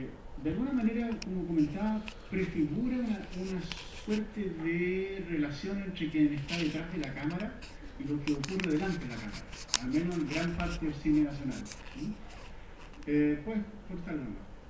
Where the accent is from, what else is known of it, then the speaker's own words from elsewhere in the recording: Chile; cómo somos, nosotros los chilenos